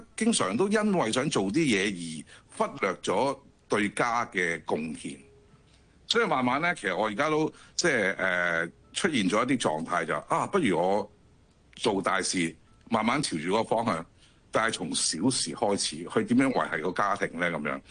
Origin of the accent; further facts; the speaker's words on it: Guangdong, China; 我哋廣東人係嘛，要飲湯噶嘛。